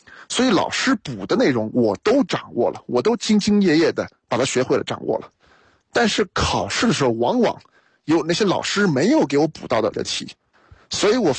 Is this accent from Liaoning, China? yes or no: no; Shanghai, China; also born or lived in Chengdu; 我父亲是北京人，母亲是东北人，但是我是在成都出生，1岁的时候呢又去了上海，在上海待了整整9年，所以把幼儿园小学基本上都在上海读了，然后转学到成都。